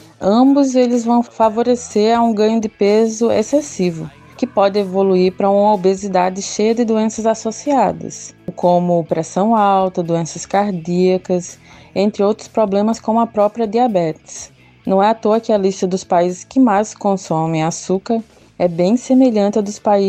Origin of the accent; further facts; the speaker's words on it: Pernambuco, Brazil; Como boa pernambucana e nascida e criada na Zona da Mata, região também da cana-de-açúcar